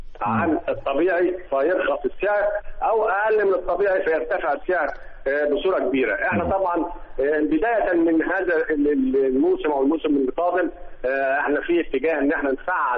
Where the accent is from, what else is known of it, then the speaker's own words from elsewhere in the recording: Upper Egypt, Egypt; عندنا في الصعيد زراعة القصب.